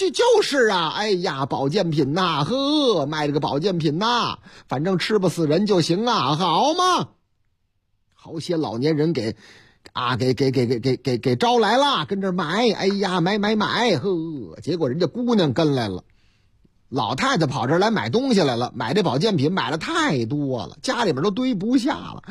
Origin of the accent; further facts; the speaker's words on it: Chongqing, China; 又是老家，哎，我老家重庆，三餐重庆